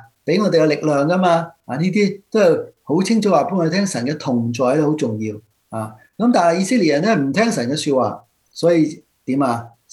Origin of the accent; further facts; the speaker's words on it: China; 我哋中國人好多時候早餐死噶嘛